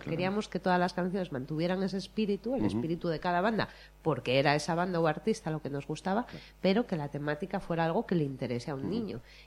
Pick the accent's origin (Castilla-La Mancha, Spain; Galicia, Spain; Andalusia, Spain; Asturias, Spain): Asturias, Spain; first language Asturian; haciéndolo en asturiano para que ellos sí, claro, sí tengan referencias musicales en nuestra lengua materna.